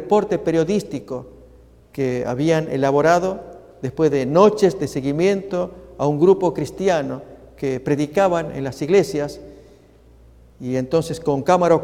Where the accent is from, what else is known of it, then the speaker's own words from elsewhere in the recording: Argentina; Y finalmente lo revelaron allí en los medios en mi país, Argentina.